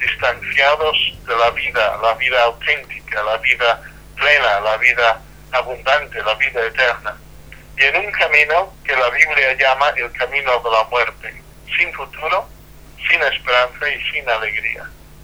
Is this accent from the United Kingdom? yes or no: yes; England, United Kingdom; Spanish is a second language; now in Salamanca, Spain; soy inglés, aunque vivo en Salamanca